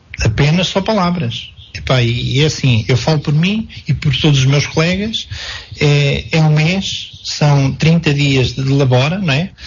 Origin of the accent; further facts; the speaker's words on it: Portugal; nós não somos portugueses de terceira. Os nossos governantes têm que ver que nós precisamos de soluções rápidas.